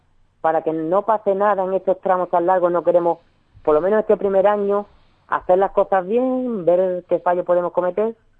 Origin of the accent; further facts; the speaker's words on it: Ubrique, Andalusia, Spain; aunque cada vez somos más gente de Ubrique, uh-huh, los que estamos ahí